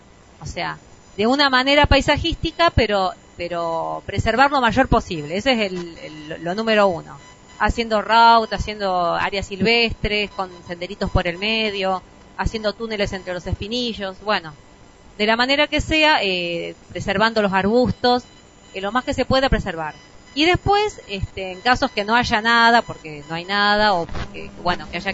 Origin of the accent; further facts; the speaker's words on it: Carpintería, San Luis, Argentina; Venimos de San Luis, de Carpintería, que queda a unos 9 kilómetros de Merlo.